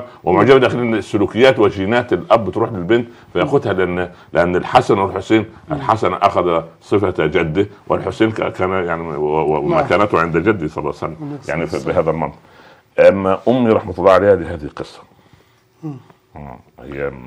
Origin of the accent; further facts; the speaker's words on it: Cairo, Cairo Governorate, Egypt; لانها كانت مضطره عندنا في القاهره